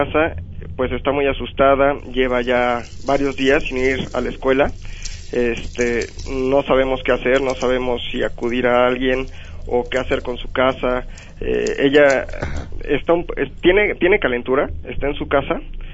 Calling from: Atizapán, State of Mexico, Mexico; yo soy de acá de Atizapán.

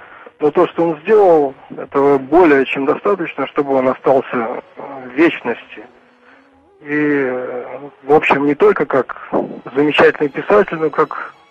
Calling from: Germany; Да, я из Германии, я уже звонил вам.

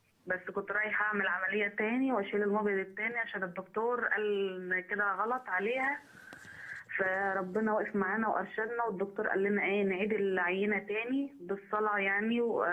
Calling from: Faiyum, Faiyum Governorate, Egypt; من الفيوم.

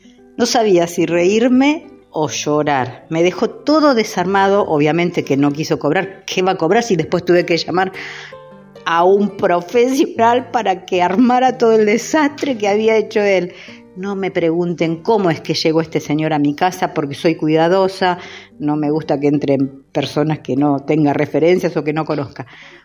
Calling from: Mar del Plata, Buenos Aires Province, Argentina; de Mar del Plata

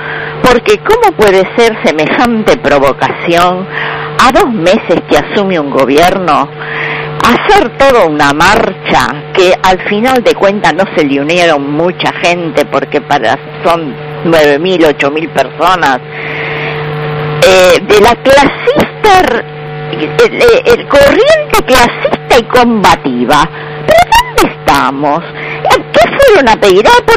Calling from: Buenos Aires, Argentina; de Balvanera.

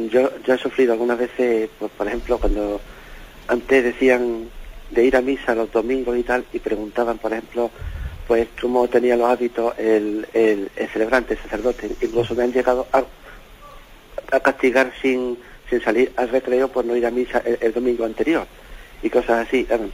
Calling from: Seville, Andalusia, Spain; aquí de Sevilla, sí, mire.

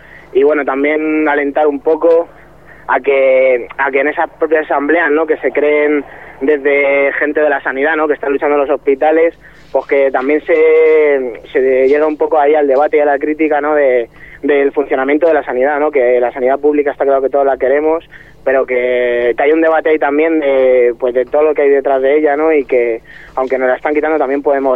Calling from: Leganés, Community of Madrid, Spain; de Leganés y estoy aquí con el loco.

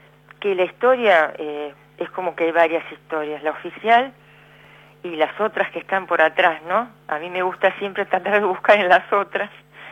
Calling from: Berazategui, Buenos Aires Province, Argentina; de Berazategui.

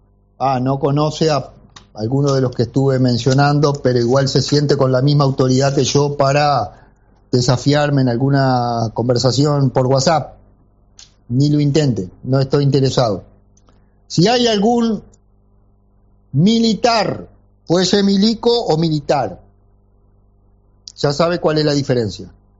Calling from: La Coronilla, Rocha, Uruguay; de La Coronilla. Rocha. Balneario destruido por los milicos.

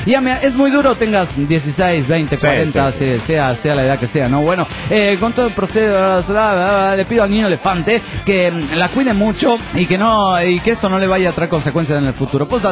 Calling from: Santa Fe, Argentina; de Santa Fe, República Argentina.

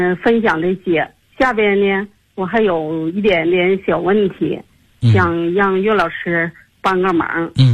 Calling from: Tianjin, China; 我来自天津河西区，

